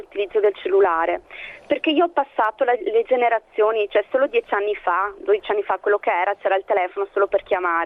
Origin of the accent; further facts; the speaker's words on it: Vicenza, Veneto, Italy; ho 33 anni e sono di Vicenza.